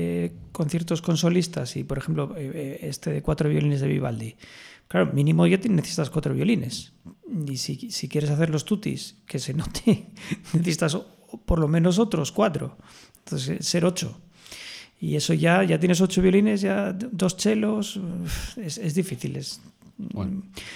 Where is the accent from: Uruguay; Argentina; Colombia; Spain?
Spain; Oviedo, Asturias; yo nací en Oviedo